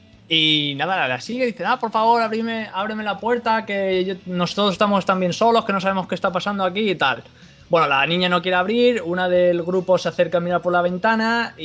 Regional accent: Spain; Y soy español, tío, y me duele decirlo

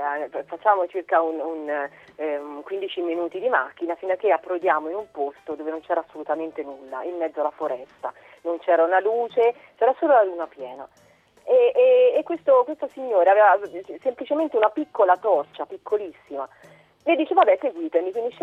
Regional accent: Tuscany, Italy; moved away; dalle mie parti in Toscana

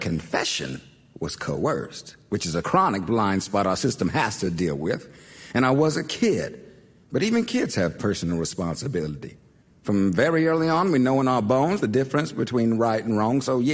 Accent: Wilmington, Delaware, United States; I grew up in Wilmington on Rosemont Avenue, went to MLK Elementary, DuPont Middle School, and Howard High.

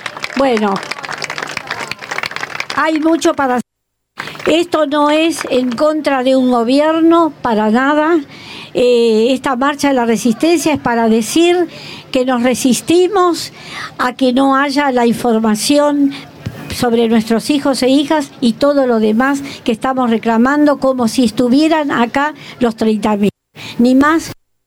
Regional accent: Argentina; Nosotros como argentinos nos da vergüenza que haya tropas argentinas.

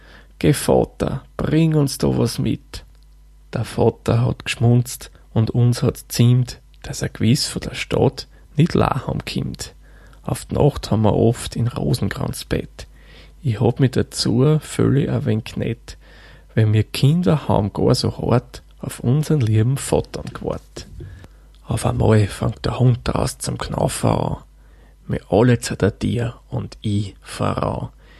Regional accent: Lower Austria, Austria; denn ich bin ja ein gebürtiger Waldviertler.

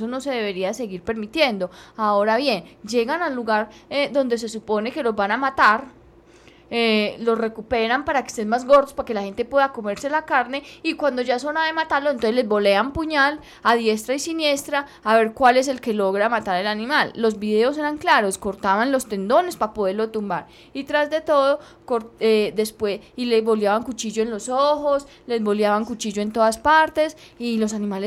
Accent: Colombia; como colombianos tenemos que empezar a exigir que no se repita

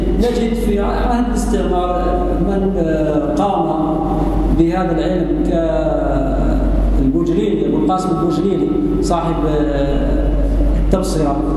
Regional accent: Algeria; أخذنا على سبيل المثال بلدنا الجزائر

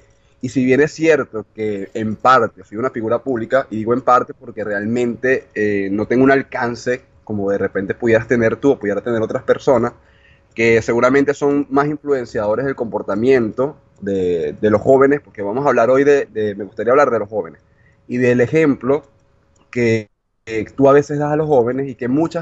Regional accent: Venezuela; now in Argentina; yo soy venezolano, actualmente estoy en Argentina por trabajo, pero pienso volver a mi país

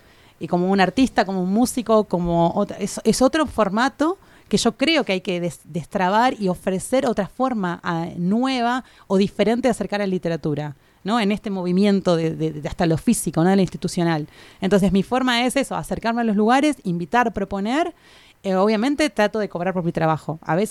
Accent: Buenos Aires, Argentina; Yo soy maestra, era maestra de jardín del nivel inicial, allá en Buenos Aires, de donde vengo.

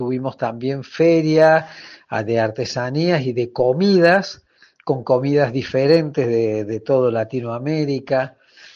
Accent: Argentina; la riquísima diversidad étnica y cultural que teníamos como argentinos, que hemos recibido tanta inmigración desde siempre.

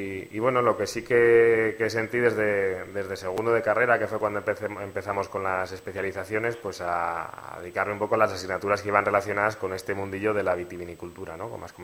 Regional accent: Nazar, Navarre, Spain; Yo soy de Nazar, como has dicho, y de un pueblo pequeñito del Valle de la Berrueza.

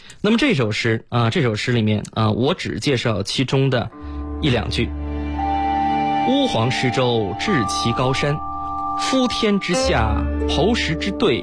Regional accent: China; 这说明这是我们中国人对诗经最系统最准确的认识。

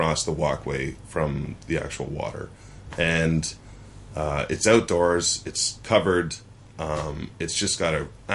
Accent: Canada; I'm Canadian

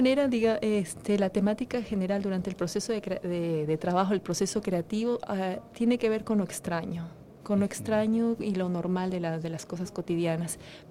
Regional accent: Ecuador; also born or lived in Europe; now in Venezuela; yo soy bailarina y coreógrafa ecuatoriana, pero la verdad es que me fui muy joven desde el Ecuador, viví muchos años fuera, en Europa, y viví 15 años aquí en Venezuela.

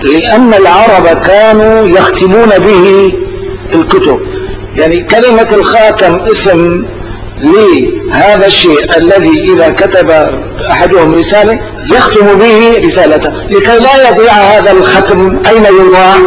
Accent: Morocco; فأعرفوا أنني أنا مغربي

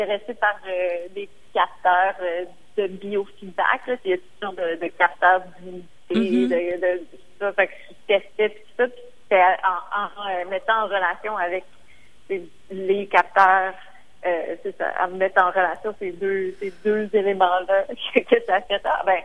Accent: Montreal, Quebec, Canada; Puis moi, je viens de Montréal. Puis, ironiquement, on est une île, mais on n'a pas l'impression qu'il y a de l'eau autour de nous.

